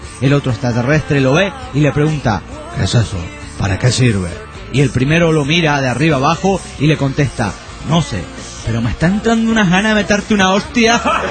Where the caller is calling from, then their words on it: Costa Rica; de Costa Rica.